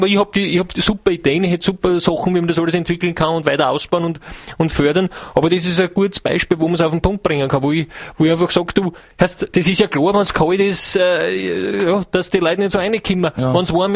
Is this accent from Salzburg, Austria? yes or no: no; Hiefling, Styria, Austria; Ich komme aus der Steiermark, aus Hiefling. Das ist, wenn es bei Schäffling Richtung Gesäuse einfahren, nach der Hieflau ist Hiefling.